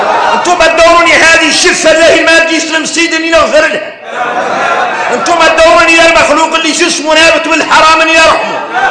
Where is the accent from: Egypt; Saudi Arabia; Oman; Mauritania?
Mauritania; إحنا موريتاني قالوا إننا معروفين بكرم الضياف